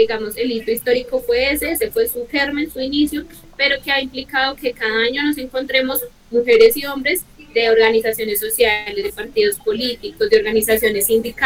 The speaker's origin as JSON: {"language": "Spanish", "town": "Bogotá", "region": "Bogotá Capital District", "country": "Colombia", "said": "siendo bogotana, lo que eso implica, porque el tema del regionalismo es bastante marcado"}